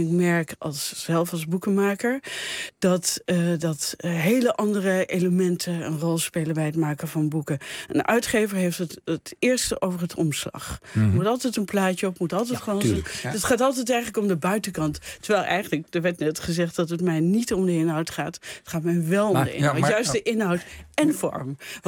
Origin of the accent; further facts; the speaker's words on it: Netherlands; Nou, ik was eerst artist in residence in de American Academy in Rome. En dus als Nederlander in deze fantastische omgeving.